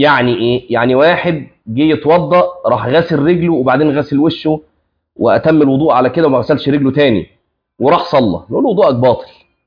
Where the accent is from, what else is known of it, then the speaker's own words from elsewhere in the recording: Egypt; اللي احنا بنسميه الكعب عندنا في مصر اسمه في اللغه عقب